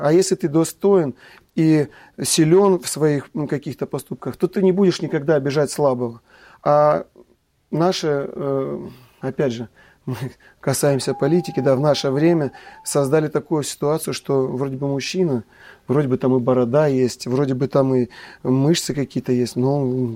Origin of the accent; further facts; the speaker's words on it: Kislovodsk, Stavropol Krai, Russia; хотя рос на Кавказе, есть там такое понятие, как брат, потому что там многонациональный, я вырос в Кисловодске, многонациональный город